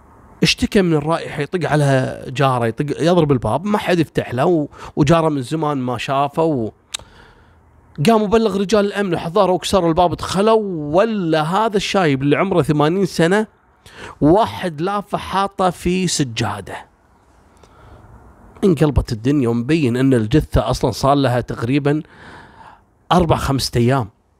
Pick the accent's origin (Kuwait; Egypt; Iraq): Kuwait; عندنا في الكويت